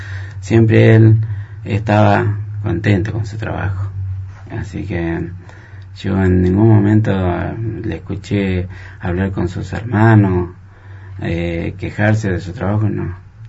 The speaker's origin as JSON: {"language": "Spanish", "region": "Jujuy", "country": "Argentina", "tie": "born or raised there", "moved": "yes", "lives_now": "Viedma, Argentina", "said": "me voy a ir a Jujuy, porque yo soy nativo de Jujuy."}